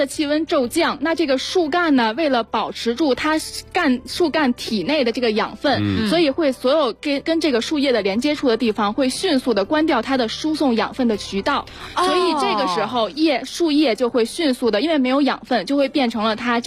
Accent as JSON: {"language": "Chinese", "region": "Beijing", "country": "China", "said": "就因为我是北京的哈，我就从来没有太感受过这种氛围。"}